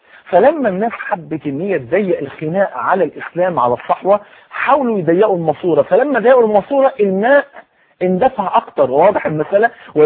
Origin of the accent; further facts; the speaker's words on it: Egypt; في يوم من الايام احد رؤساء الجامعات عندنا في مصر منع دخول اي واحده لا منتقده ولا محجبه